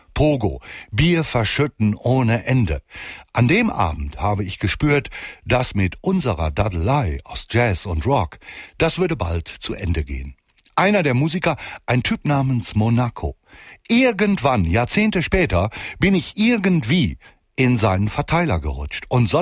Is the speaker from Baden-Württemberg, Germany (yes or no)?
no; Hamm, North Rhine-Westphalia, Germany; Es passierte im Grunde unmittelbar vor der eigenen Haustür, in Hamm, da wo ich herkomme.